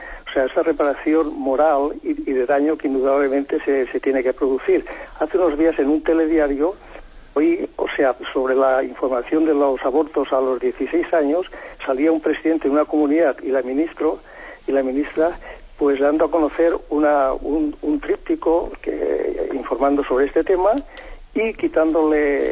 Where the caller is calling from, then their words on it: Castellón, Valencian Community, Spain; Buenos días, sí … de Castellón.